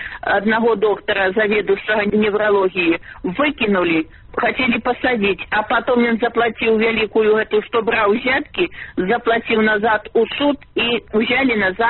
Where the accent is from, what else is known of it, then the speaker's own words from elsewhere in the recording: Belarus; Тому мы бедные белорусы, обворованные пенсионеры, обворованные рабочие